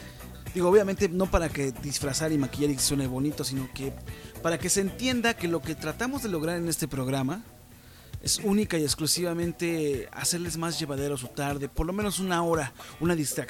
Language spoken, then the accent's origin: Spanish; Mexico; Es algo que manejamos día a día nosotros como mexicanos.